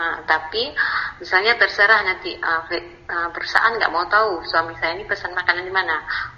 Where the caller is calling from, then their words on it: Aceh, Indonesia; dari Aceh.